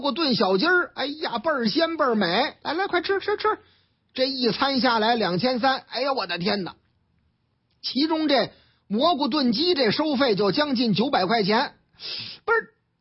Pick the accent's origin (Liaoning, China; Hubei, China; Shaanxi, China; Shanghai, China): Shanghai, China; 这说的是我老家上海